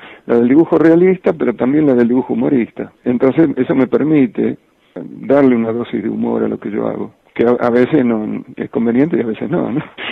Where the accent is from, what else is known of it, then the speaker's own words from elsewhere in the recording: Villa Ramallo, Buenos Aires Province, Argentina; moved away as an adult; Mi primer trabajo se demoró un poco ante mi llegada a Buenos Aires. O sea, yo llego a los 18 años y reboto entusiastamente en varias editoriales con los dibujos que traía de mi pueblo, que es Villa Ramallo.